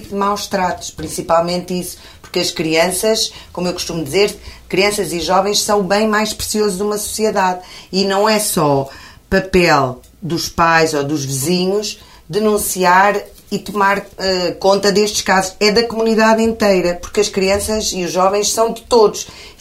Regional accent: Arganil, Coimbra, Portugal; no Conselho de Arganil, de onde eu sou natural.

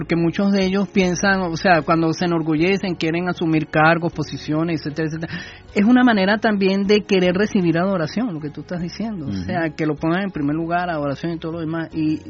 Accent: Venezuela; Y es importante que nosotros como venezolanos volteemos la mirada a nuestro Creador.

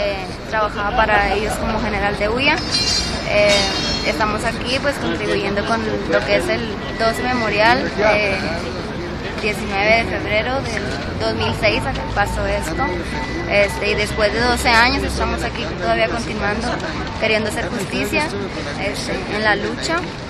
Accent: Sabinas, Coahuila, Mexico; Venimos desde Coahuila, Sabinas, Coahuila, 18 a 20 horas de camino, pero estamos aquí.

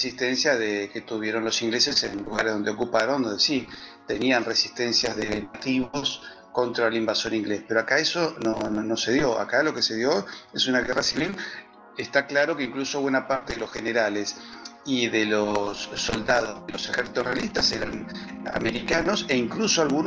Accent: Hurlingham, Buenos Aires Province, Argentina; Yo me crié en un lugar en el Gran Buenos Aires que se llama Hurlingham, o se pronuncia Hurlingham, donde hay un barrio inglés, y es llamativo porque ahí vivían los ingleses que vinieron con los ferrocarriles, con las empresas británicas, etc.

